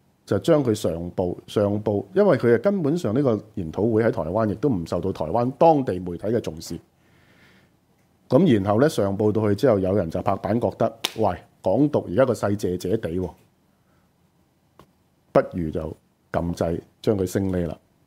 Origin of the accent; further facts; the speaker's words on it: China; 但我們中國人歷史當然不會寫這決啦